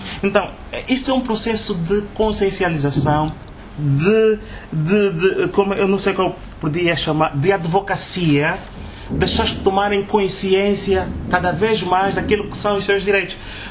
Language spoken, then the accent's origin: Portuguese; Angola; Porque ainda não tomamos consciência que isso são questões de Estado e que nos tocam a todos nós como angolanos.